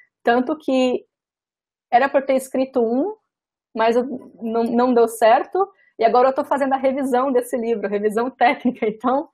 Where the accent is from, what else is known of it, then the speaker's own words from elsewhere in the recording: Espírito Santo, Brazil; now in São Paulo, Brazil; Para quem não sabe, eu sou capixaba, capixaba da Gema. Quando eu me mudei para São Paulo